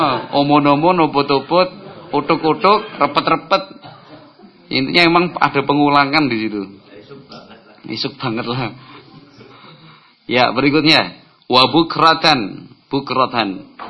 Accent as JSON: {"language": "Indonesian", "region": "Java", "country": "Indonesia", "said": "saya orang Jawa."}